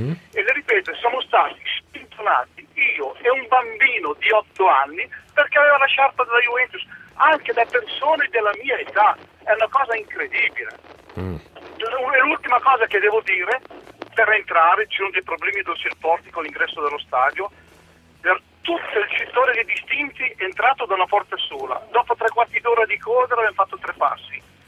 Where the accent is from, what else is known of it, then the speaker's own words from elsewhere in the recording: Monza, Lombardy, Italy; io ho 64 anni con un nipote di 8 anni, dove io sono di Monza